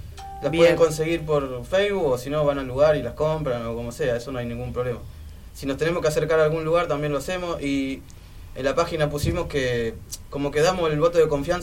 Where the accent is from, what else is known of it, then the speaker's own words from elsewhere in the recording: Avellaneda, Buenos Aires Province, Argentina; Somos de Avellaneda, sí, la mayoría. Somos tres, bueno, los... bajo, guitarra, voz y batería, y somos todos de Avellaneda.